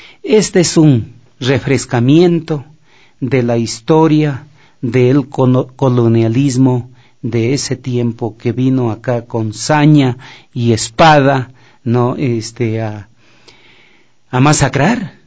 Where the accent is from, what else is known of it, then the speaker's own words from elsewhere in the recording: Quito, Pichincha, Ecuador; ese fragmento nos vamos a recordar nosotros como quiteños, como chagras, como ecuatorianos